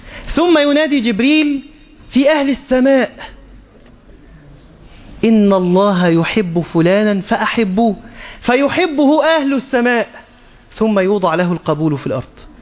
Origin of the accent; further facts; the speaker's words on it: Egypt; حتى عندنا في مصر الأمر مبالغ فيه